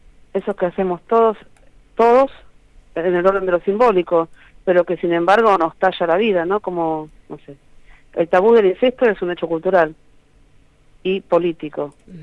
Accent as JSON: {"language": "Spanish", "region": "Buenos Aires Province", "country": "Argentina", "tie": "born or raised there", "said": "Casi, nací en el Gran Buenos Aires."}